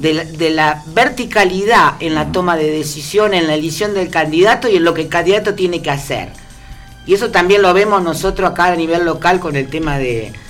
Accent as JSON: {"language": "Spanish", "country": "Argentina", "said": "tenemos que nosotros como argentinos, como ciudadanos, pensarnos"}